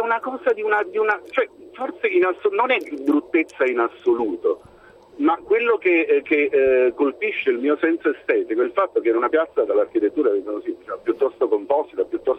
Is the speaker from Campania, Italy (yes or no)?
yes; Naples, Campania, Italy; io sono un napoletano che sa praticamente il pendolare fra Napoli e Milano